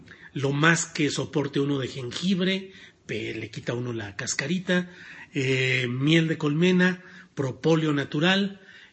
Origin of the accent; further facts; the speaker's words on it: Torreón, Coahuila, Mexico; es en mi tierra natal, en Torreón, en La Laguna, donde estaré por ahí.